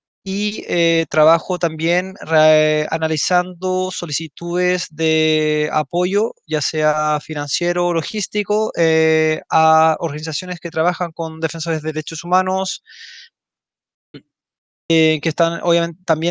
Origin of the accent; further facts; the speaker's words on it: Chile; now in Brussels, Belgium; soy chileno, vivo actualmente en Bruselas, Bélgica